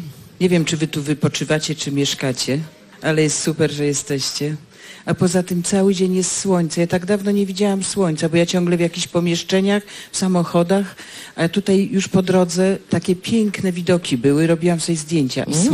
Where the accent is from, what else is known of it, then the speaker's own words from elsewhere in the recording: Legnica, Lower Silesian Voivodeship, Poland; born there; ja się urodziłam w takim szpitalu w Legnicy, na szczęście nie pamiętam